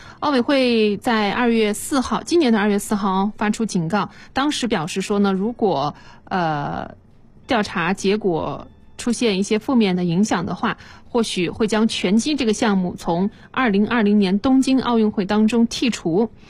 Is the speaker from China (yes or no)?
yes; Nanjing, Jiangsu, China; 新的一线城市里边也多了我的家乡南京。